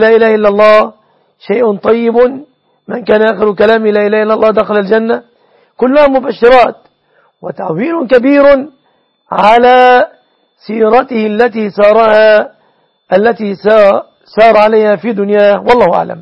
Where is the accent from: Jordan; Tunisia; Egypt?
Egypt; تقدير دية النصراني في بلادنا مصر بكم تعدد من الجنيهات